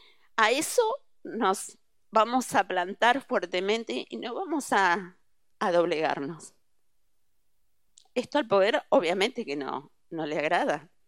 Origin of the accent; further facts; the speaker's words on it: Bahía Blanca, Buenos Aires Province, Argentina; vengo de la generación que era muy pequeña con la dictadura, pero me crié en Bahía Blanca, lo cual fue terrible.